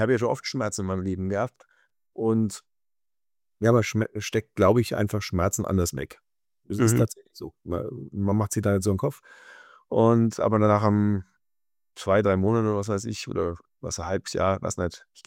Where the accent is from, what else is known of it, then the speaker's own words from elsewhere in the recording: Germany; Also es war mein Heimatland, ja, das ist was Besonderes.